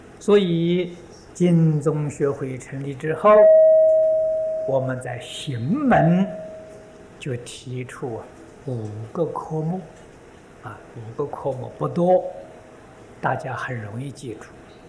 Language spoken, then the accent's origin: Chinese; China; 红色的，这是我们中国人呢吉祥很习惯的。